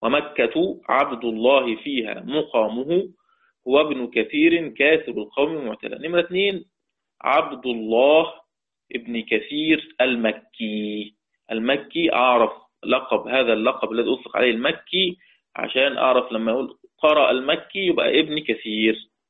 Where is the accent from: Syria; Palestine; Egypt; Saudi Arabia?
Egypt; كحفص عندنا في مصر